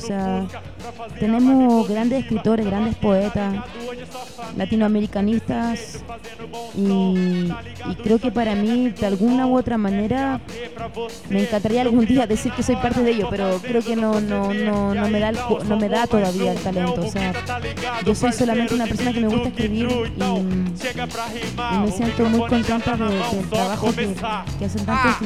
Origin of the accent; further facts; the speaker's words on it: Chile; also born or lived in France; soy chilena. Nací en Francia el año 77 y me mudé a Chile a la edad de los 16 años. Y tengo 34 años